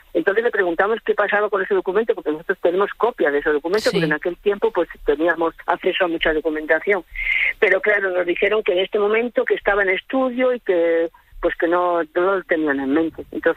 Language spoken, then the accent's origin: Spanish; Madrid, Community of Madrid, Spain; pienso yo como ciudadana que soy de Madrid.